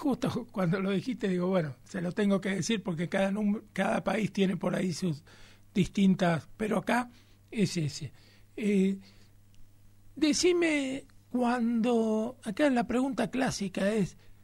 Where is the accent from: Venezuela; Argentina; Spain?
Argentina; A los que no te conocemos, que somos de la Argentina